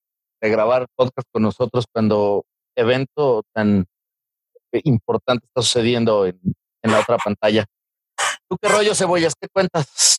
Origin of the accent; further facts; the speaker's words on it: Mexico; Nosotros todos somos mexicanos